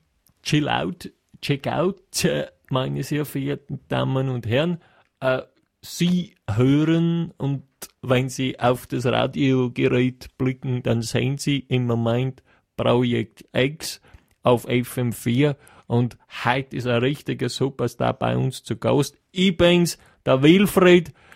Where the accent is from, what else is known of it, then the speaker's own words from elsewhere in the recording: Styria, Austria; der kommt ja aus meiner Heimat, der grünen Steiermark